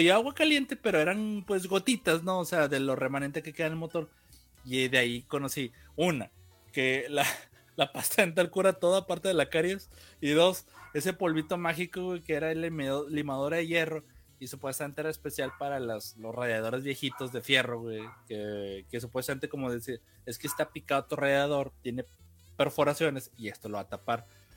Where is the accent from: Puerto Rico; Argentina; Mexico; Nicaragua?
Mexico; Monterrey, Nuevo León; mire, estos son los papeles, somos de Monterrey, esta es mi dirección, mire mi INE, ¿no?